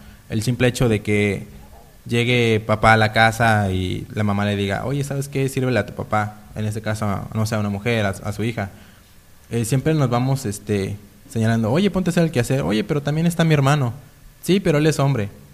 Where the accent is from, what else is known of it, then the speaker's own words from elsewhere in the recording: Zacatepec, Morelos, Mexico; En este caso yo vengo del municipio de Zacatepec.